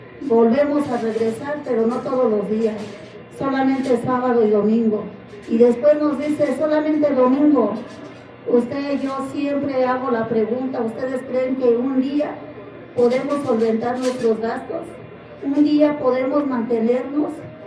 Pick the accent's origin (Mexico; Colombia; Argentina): Mexico; nosotros, que somos mexicanas y originarias de este país